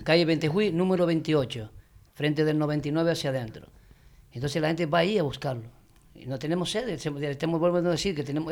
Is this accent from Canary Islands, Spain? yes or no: yes; El Draguito, Canary Islands, Spain; also born or lived in Santa Cruz; porque mis padres, ya te digo, vivíamos en Santa Cruz, pero somos de aquí, del Draguito